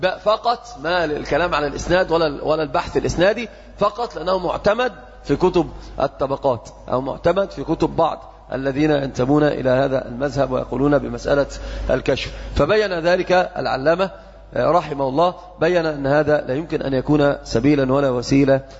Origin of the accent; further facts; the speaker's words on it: Egypt; وهذا انتشر جدا عندنا في مصر